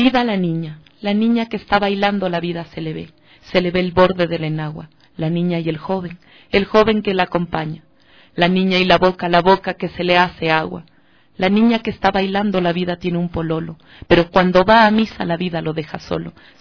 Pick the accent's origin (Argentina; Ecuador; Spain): Ecuador; aquí como ecuatorianos y como ecuatorianas también que tenemos tanta cultura.